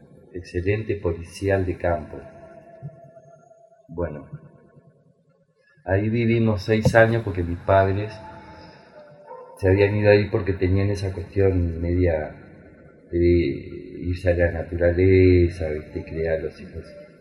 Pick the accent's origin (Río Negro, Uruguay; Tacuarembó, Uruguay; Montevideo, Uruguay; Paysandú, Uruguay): Tacuarembó, Uruguay; born there; moved away; yo nací en Tacuarembó en el 58, 9 de agosto de 1958. Así que el 9 de agosto de 2018 cumplió 60 años.